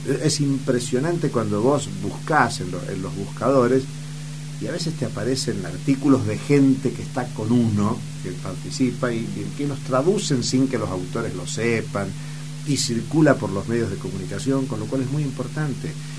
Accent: San Juan, Argentina; born there; Yo soy nacido en San Juan. Y Argentina nunca fue un país minero.

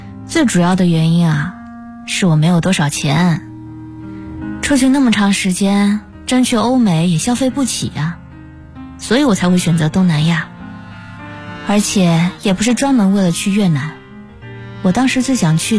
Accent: China; now in Vietnam; 医院看我是中国人，就打电话给我找了一个翻译

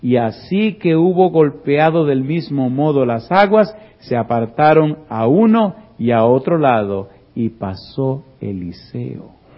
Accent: Dominican Republic; En mi país hay una montaña, se llama el Pico Juan Pablo Duarte, que es la más alta del país.

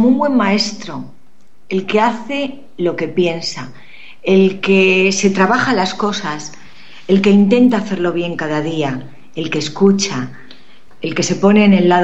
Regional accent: Castile and León, Spain; Me gustaba mucho ir a mi pueblo, soy de un pueblo de Segovia

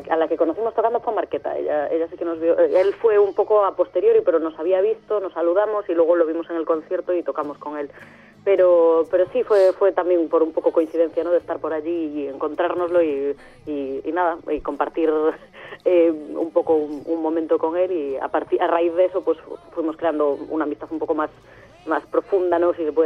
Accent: A Coruña, Galicia, Spain; somos de Coruña, pero somos gallegos, Coruña.

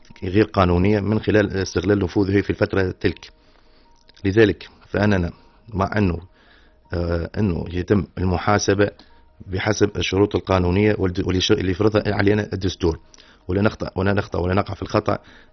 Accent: Tunisia; احنا مواطنين تونسيين وبخاصة احنا كشباب.

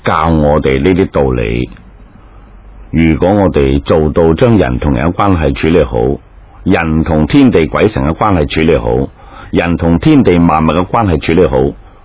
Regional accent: China; 我们中国人经常讲忠孝全家啊

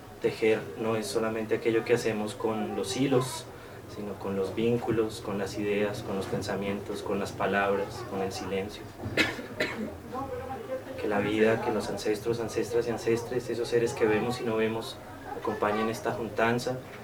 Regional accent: Pachavita, Boyacá, Colombia; Originario de Pachavita, Boyacá soy. Yo vengo del suroriente de Boyacá, para quienes conocen esa hermosa región.

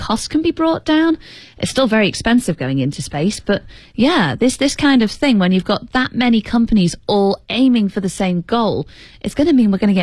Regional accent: United Kingdom

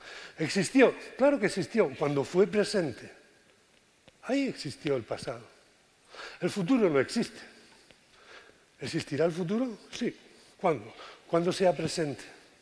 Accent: Cartagena, Region of Murcia, Spain; Bueno, vengo de Cartagena.

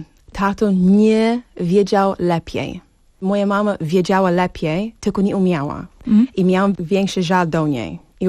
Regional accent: Arizona, United States; Polish is a second language; also born or lived in Texas; W Teksasie się urodziłam. Mm-hmm. 12 lata mieszkałam i przyprowadziliśmy do Arizony. I drugie połowy mojej dzieciństwa tam spędzałam.

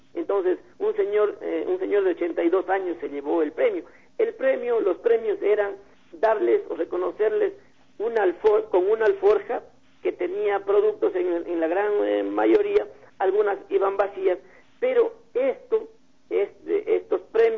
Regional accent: Saraguro, Loja, Ecuador; now in Cuenca, Ecuador; como yo soy de Saraguro y vivo en Cuenca

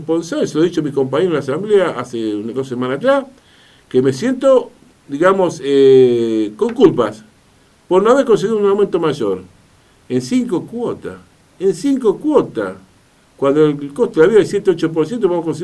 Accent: Argentina; Somos así los argentinos

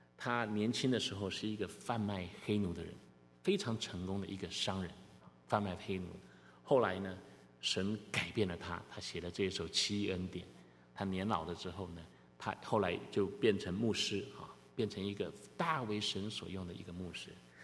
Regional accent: Taiwan; moved away; 我是从台湾来的，你们也许不知道，有些人不知道我是从台湾来的。在台湾拜偶像的人特别的多

